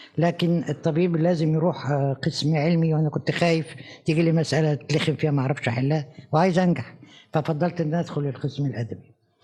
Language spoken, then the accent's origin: Arabic; Egypt; إحنا عندنا في مصر في وقت من الأوقات كانت حركة نقد مزدهرة